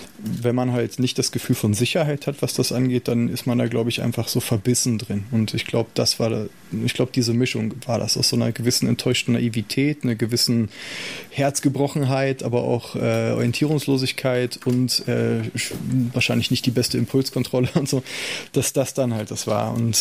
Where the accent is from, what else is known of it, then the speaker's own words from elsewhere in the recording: Salzgitter, Lower Saxony, Germany; ich bin in Salzgitter groß geworden, eine nicht gerade musische Stadt mit nicht besonders vielen Möglichkeiten außerhalb der Auto- und Stahlindustrie und so.